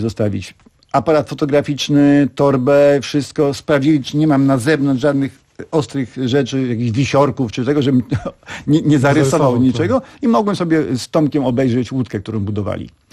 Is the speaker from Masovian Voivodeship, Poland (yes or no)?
yes; Warsaw, Masovian Voivodeship, Poland; Tak, ja się urodziłem w Warszawie. Urodziłem się w Warszawie